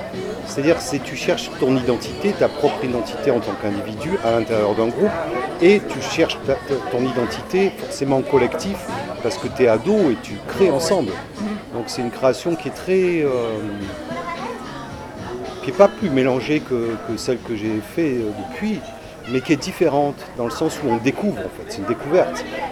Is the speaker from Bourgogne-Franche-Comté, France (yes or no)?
no; Bordeaux, Nouvelle-Aquitaine, France; Et j'ai grandi à Bordeaux.